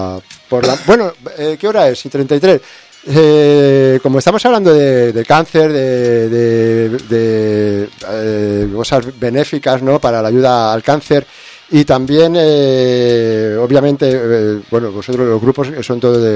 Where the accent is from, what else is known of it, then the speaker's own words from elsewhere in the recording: Cornellà de Llobregat, Catalonia, Spain; Yo soy de Cornellá.